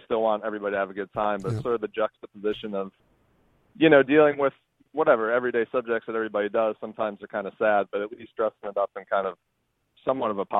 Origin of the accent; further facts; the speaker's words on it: Minnesota, United States; now in New York, United States; As far as me personally, I'm from Minnesota. I ended up kind of bouncing around the country for the better part of a year, ended up in New York.